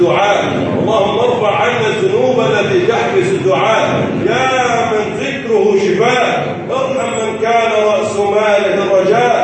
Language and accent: Arabic; Egypt; اللهم من ارادنا اراد بلدنا مصر بخير وفقه لكل خير